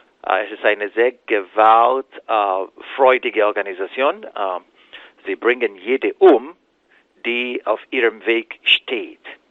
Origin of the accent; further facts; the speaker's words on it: Nigeria; So, moderate Muslime, die bei uns in Nigeria gegen Boko Haram sind auch in der Zielscheibe von Boko Haram, ja.